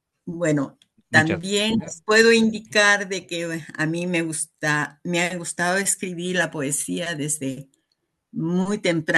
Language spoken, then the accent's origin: Spanish; Arequipa, Peru; de Arequipa, Perú.